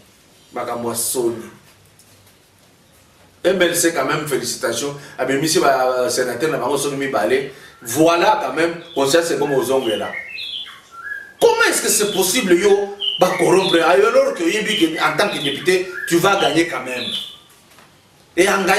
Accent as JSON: {"language": "French", "region": "Katanga", "country": "DR Congo", "tie": "born or raised there", "said": "Na cité na Katanga, là où j'ai grandi, c'est ma province"}